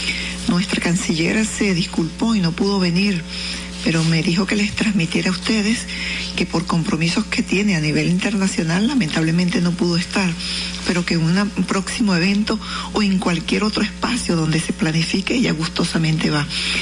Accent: Venezuela; Me mueve en la sangre, en el alma, en el corazón, como venezolana.

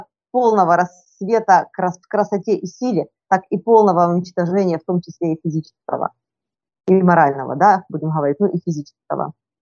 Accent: Donbas, Ukraine; И тем не менее я родом с Донбасса.

